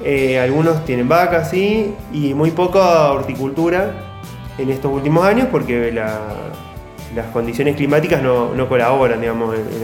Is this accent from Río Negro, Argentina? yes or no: no; Charbonnier, Córdoba, Argentina; soy de Charbonnier.